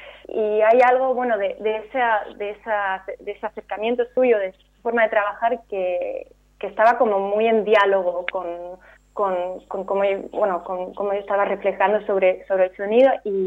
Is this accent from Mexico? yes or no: no; Spain; now in Berlin, Germany; Yo he crecido en España y soy medio española, pero me he educado a nivel universitario y a empezar a trabajar en extranjero, ¿no? Y ahora vivo también, o sea, sigo viviendo en Berlín.